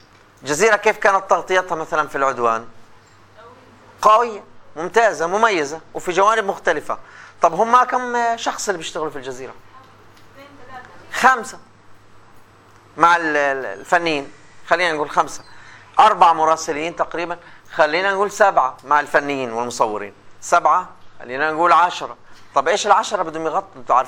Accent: Palestine; عندنا مثلا عندنا في فلسطين إذاعات لا تتجاوز معبر بيت حنون

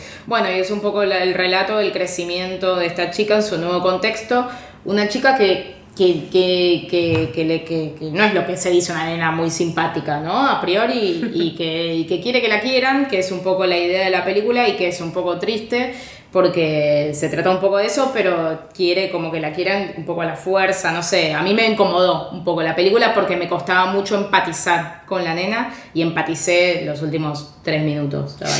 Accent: Spain; Perdón, es que como vengo de España.

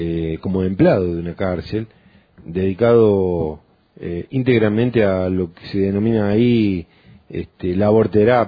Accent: Córdoba, Argentina; soy lugareño, ¿no? Soy una persona nacida, criada durante gran parte de mi niñez y mi adolescencia en Tras la Sierra

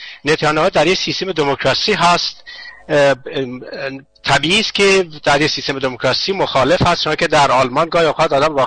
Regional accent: Iran; now in Germany; بلکه من یک ایرانی هستم

